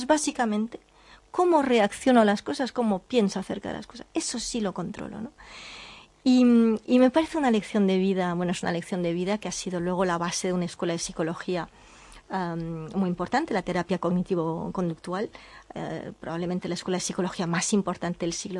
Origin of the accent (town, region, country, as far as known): Catalonia, Spain